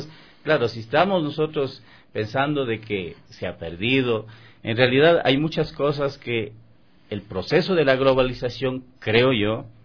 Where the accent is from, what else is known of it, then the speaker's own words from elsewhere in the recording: Vilcabamba, Loja, Ecuador; yo en mi tierra, yo soy de Vilcabamba, yo soy de Loja, ¿no? Entonces, por ejemplo, allá nosotros hacíamos eso, salíamos por el barrio, porque yo vengo de Viena, o sea, de Viena adentro, no soy de la ciudad.